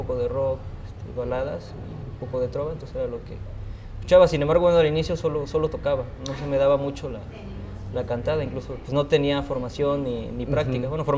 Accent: Jonotla, Puebla, Mexico; yo soy originario de la Sierra Norte de Puebla, un pueblo que se llama Jonotla.

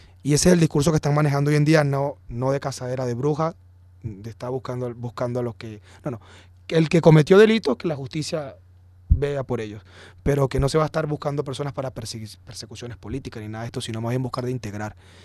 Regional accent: Venezuela; Somos venezolanos todos

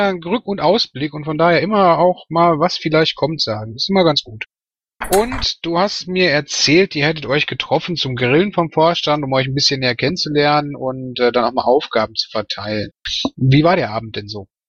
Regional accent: Bochum, North Rhine-Westphalia, Germany; weil ich komme aus Bochum und wir haben das über Monate rein

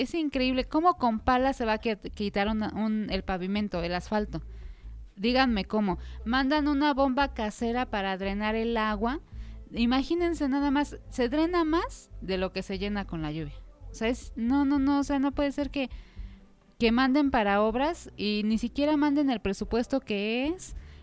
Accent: Xochimilco, Mexico City, Mexico; Nosotros somos de Xochimilco, originarios de Santa Cruz, Acalpizca.

